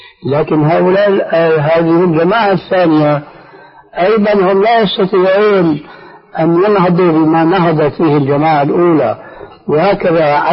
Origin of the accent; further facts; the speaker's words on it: Syria; يعني كما يقولون عندنا في سوريا في لغة العامة